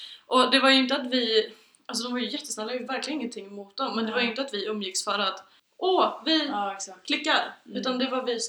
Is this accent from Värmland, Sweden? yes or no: yes; Arvika, Värmland, Sweden; Skitsamma, jag kommer från Arvika.